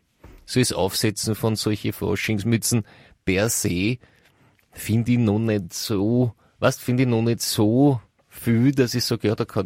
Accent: Austria; also zumindest nicht ich als Österreicher.

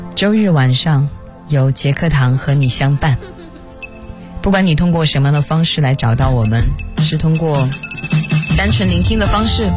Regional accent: Tianjin, China; 其实我也不是北京人，虽然我离北京很近，我是天津人，对，自报一下家门

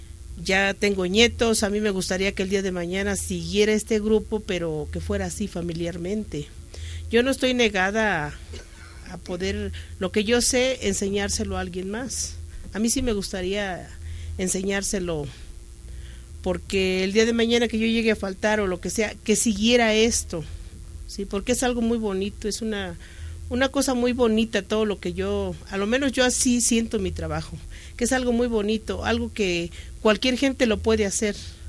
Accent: Villa Nicolás Romero, State of Mexico, Mexico; Yo vengo de adelante de Atizapán de Zaragoza. Es Villa Nicolás Romero exactamente de donde yo vengo.

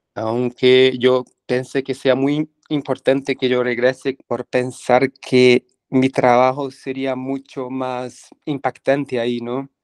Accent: São Paulo, Brazil; also born or lived in São Carlos / Arujá; el estado de São Paulo, al interior, pero la verdad es que nunca viví mucho ahí. Cuando pequeño ya fui a São Paulo, vivir entre São Paulo y el interior de São Paulo, que se llama Arujá, donde viven mis abuelos.

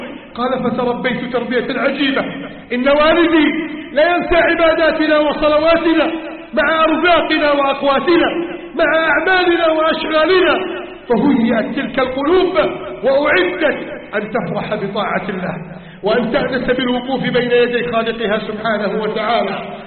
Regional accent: Egypt; اللهم احفظ بلدنا مصر من كيد الكائدين

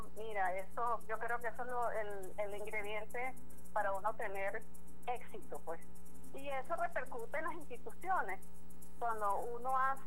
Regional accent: Venezuela; lo que nos identifica como venezolanos

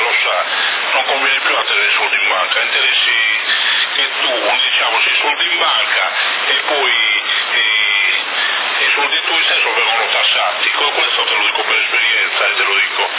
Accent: Sassari, Sardinia, Italy; perché io sono nato a Sassari, ho fatto due anni di scuola media e poi geometri

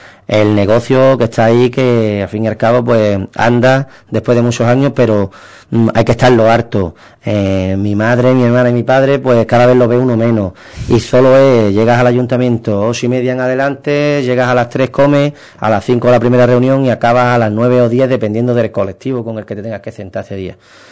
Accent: Ubrique, Andalusia, Spain; te llevas la alegría de ayudar a mi pueblo. Intentar, en este caso, sacar todas las actividades culturales que pueda, ir a Diputación a pedir el mayor número de dinero que pueda para que Ubrique se beneficie

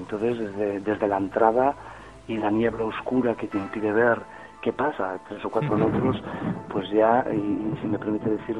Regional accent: Galicia, Spain; a nuestra santa compaña como gallego que soy

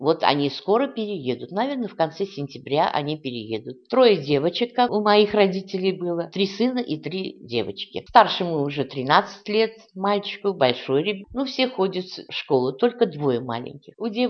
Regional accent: Ufa, Bashkortostan, Russia; born there; Родилась я в Уфе. В школу ходила в русскую. Я сама татарка

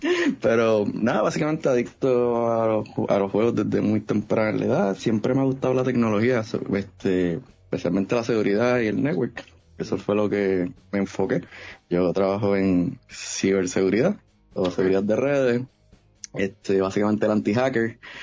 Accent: Bayamón, Puerto Rico; Pues mira, yo soy una persona del pueblo del Chicharrón, acá en Bayamón, donde, desde chiquito adicto a los videojuegos

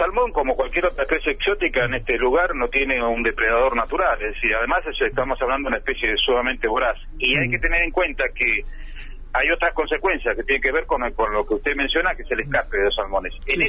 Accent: Ushuaia, Tierra del Fuego, Argentina; Yo soy nativo de Tierra del Fuego, así que he sido en gran medida un poco testigo del crecimiento que ha tenido Ushuaia. Yo recuerdo que en mi infancia éramos 5.000 habitantes en Ushuaia, ahora ya estamos superando los 70.000.

